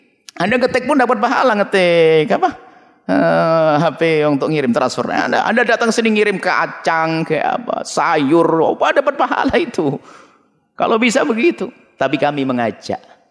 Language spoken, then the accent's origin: Indonesian; Blitar, East Java, Indonesia; Ke Blitar kampung halaman saya, ada yang berjuang.